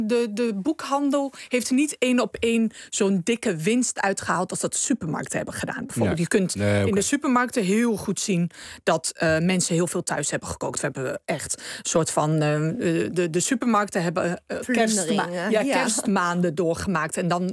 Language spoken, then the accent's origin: Dutch; Netherlands; Dus in de keuken zijn wij als Nederlanders sowieso al met de blik naar buiten en open.